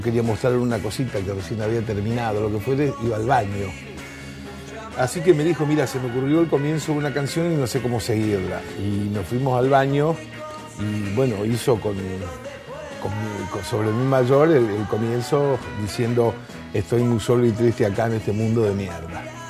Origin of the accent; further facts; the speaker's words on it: Rosario, Santa Fe, Argentina; somos de Rosario, así que íbamos por todos los pueblitos de provincia de Santa Fe.